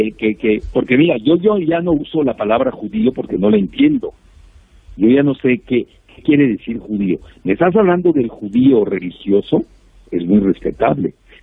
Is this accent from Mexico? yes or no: yes; Mexico; tenemos 55 millones de mexicanos que viven en Estados Unidos, sumados a los 124 millones que tenemos en México